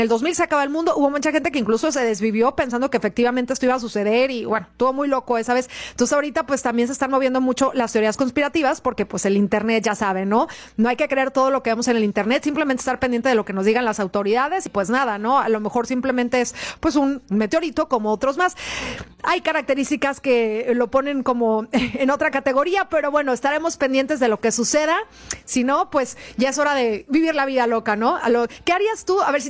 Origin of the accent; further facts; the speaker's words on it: Mexico; podremos ayudar como mexicanos, ¿no?